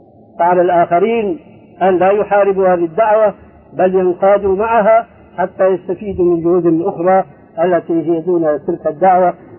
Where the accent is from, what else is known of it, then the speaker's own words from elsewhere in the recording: Syria; كما يقول عندنا في الشام قشرة بصل